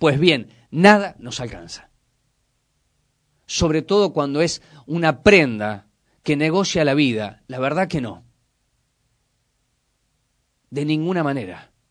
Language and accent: Spanish; Córdoba, Argentina; Conozco Ituzaingó porque me crié en Córdoba durante 25 años.